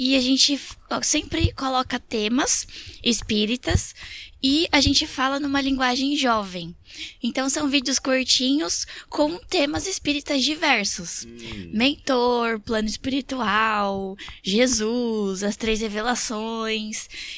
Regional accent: São Paulo, Brazil; Não, na verdade eu sou de São Paulo.

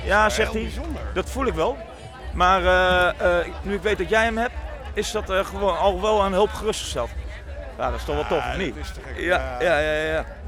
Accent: Gelderland, Netherlands; Wij komen uit de buurt van Nijmegen.

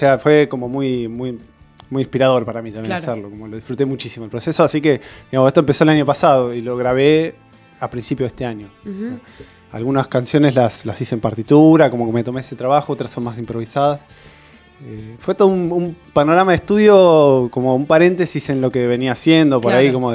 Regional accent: Mar del Plata, Buenos Aires Province, Argentina; En Mar del Plata, yo soy de Mar del Plata y no sabía bien dónde grabarlo

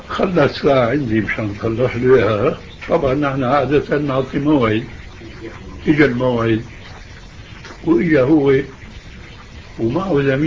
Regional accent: Syria; اللي بيسموها عندنا في الشام

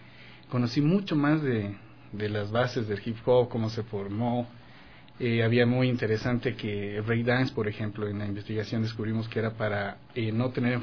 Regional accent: Quito, Pichincha, Ecuador; also born or lived in Otavalo; Yo nací en Otavalo, pero solo nací y vine a vivir acá en Quito. Entonces conozco más de Quito que de Otavalo.

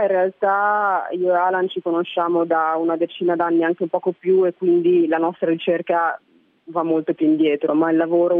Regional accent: Milan, Lombardy, Italy; Io sono cresciuta a Milano, in Italia

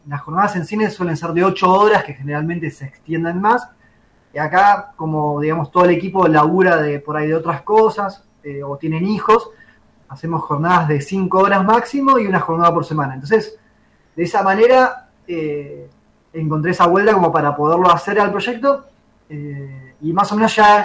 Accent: Viedma, Río Negro, Argentina; yo soy de Viedma, así, viedmense, forever.

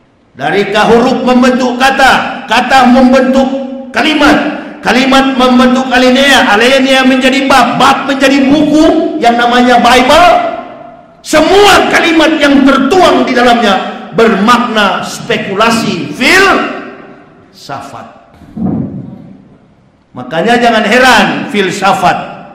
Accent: Manado, North Sulawesi, Indonesia; dulunya kampung halaman saya, provinsi saya, Sulawesi Utara, Manado

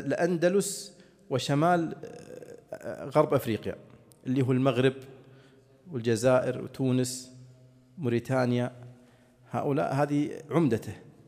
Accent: Saudi Arabia; عندنا في السعودية الأحساء

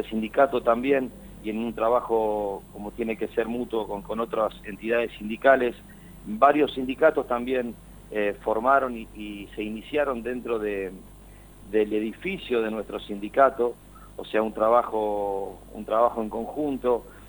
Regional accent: Gálvez, Santa Fe, Argentina; vos vas a Buenos Aires y le decís soy de Gálvez, pero te puedo asegurar que no saben en qué lugar del mapa uno se encuentra

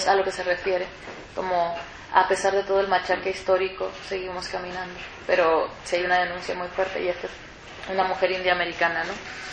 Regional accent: Mexico; yo soy mexicana, soy fronteriza

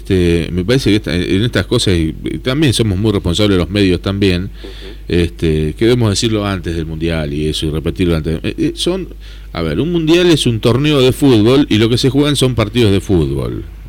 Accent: Argentina; Me parece que por ahí somos todos los argentinos, ¿no?

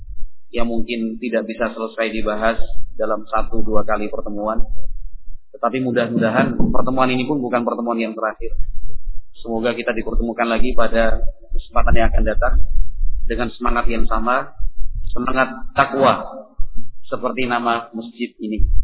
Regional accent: Madura, East Java, Indonesia; Saya juga ini orang Madura di sementara.

